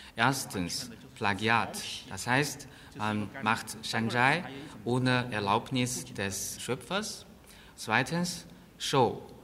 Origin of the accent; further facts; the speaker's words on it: Guangdong, China; Ich stamme aus Chaoshan-Gebiet. Dort legt man großen Wert auf die Nachbarschaft.